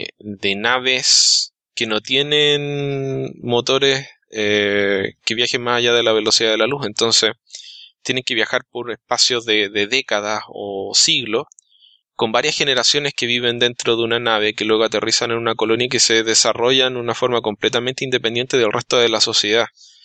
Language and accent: Spanish; Chile; Alberto es Alberto Calvo, Alberto es mexicano, yo soy chileno y por apellidos tenemos ascendencia española, pero realmente no somos españoles, nos consideramos mexicanos y chilenos.